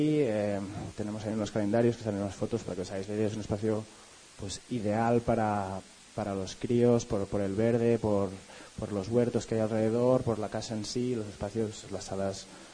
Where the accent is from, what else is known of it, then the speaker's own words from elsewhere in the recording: Barcelona, Catalonia, Spain; de Barcelona, del proyecto de La Piña, una escuela libre que empezó en el 2004.